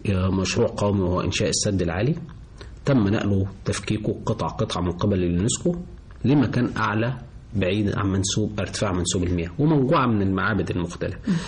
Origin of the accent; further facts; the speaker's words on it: Egypt; وإحنا عندنا كمصريين عندنا خبرة في الموضوع ده كويسة جدا جدا